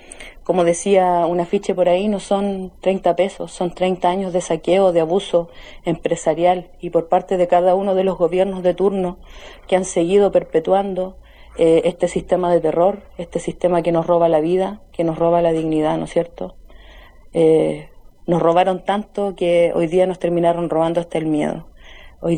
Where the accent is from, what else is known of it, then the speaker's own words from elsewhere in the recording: Puerto Cisnes, Aysén, Chile; soy de Puerto Cisnes, de la región de Aysén, Patagonia